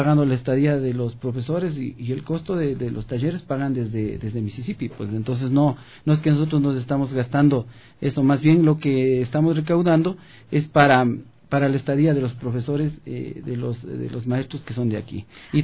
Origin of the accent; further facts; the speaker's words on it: Riobamba, Chimborazo, Ecuador; also born or lived in Quito; now in Guaranda, Ecuador; soy de Riobamba, pensé que me iba a quedar aquí en Quito y ahora estoy en Guaranda.